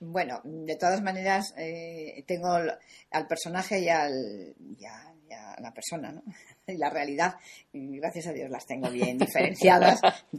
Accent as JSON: {"language": "Spanish", "town": "Torrelavega", "region": "Cantabria", "country": "Spain", "said": "Yo nunca he tenido un pueblo, soy de Torrelavega y nunca he tenido un pueblo"}